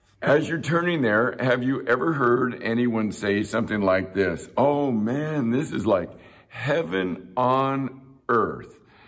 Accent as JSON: {"language": "English", "town": "Chula Vista", "region": "California", "country": "United States", "tie": "born or raised there", "said": "I grew up in Chula Vista, California."}